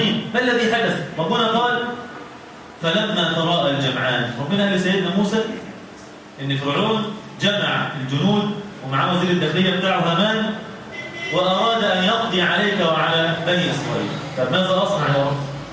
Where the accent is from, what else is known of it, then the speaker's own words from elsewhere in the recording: Egypt; يعني إحنا كلنا مصريين ولا مش مصريين؟ ها؟ مصري.